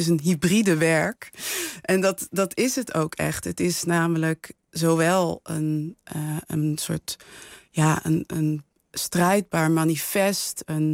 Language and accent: Dutch; Netherlands; Ik ben hier geboren en getogen. Ik ben grootgebracht in Nederland. Maar wel met verhalen over Surinaamse helden